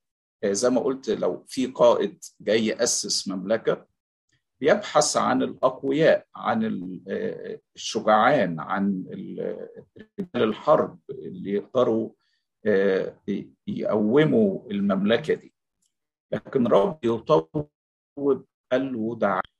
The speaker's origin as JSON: {"language": "Arabic", "country": "Egypt", "said": "بحسب التعبير اللي نقوله في بلادنا مصر يعني،"}